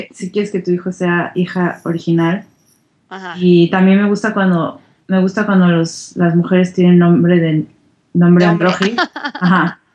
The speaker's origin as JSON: {"language": "Spanish", "country": "Mexico", "said": "nosotros somos de México."}